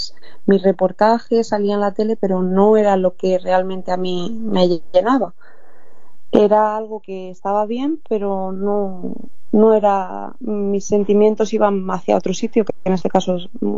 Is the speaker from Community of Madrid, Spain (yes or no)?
yes; Madrid, Community of Madrid, Spain; De Madrid, soy de Madrid. Nací aquí en Madrid y he vivido siempre en Madrid.